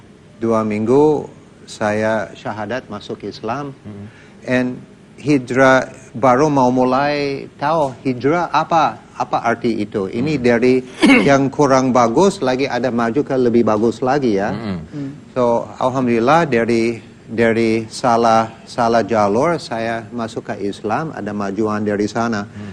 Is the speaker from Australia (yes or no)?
no; United States; Indonesian is a second language; now in Indonesia; Saya besar di Amerika, sekolah di Amerika, juga mantan Angkatan Udara Amerika.